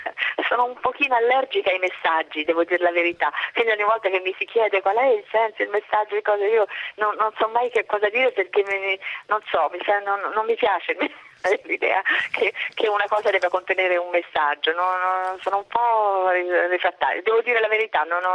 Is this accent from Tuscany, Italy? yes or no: yes; Tuscany, Italy; io sono toscana